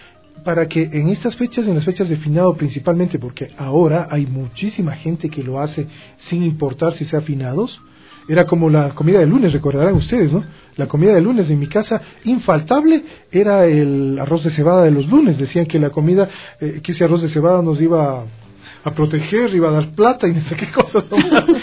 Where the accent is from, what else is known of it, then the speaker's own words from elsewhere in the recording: Ecuador; o solo somos nosotros los ecuatorianos con esa?